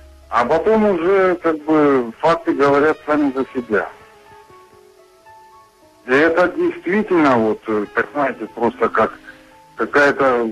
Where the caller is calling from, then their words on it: Pyatigorsk, Stavropol Krai, Russia; Я вам звоню из Пятигорска.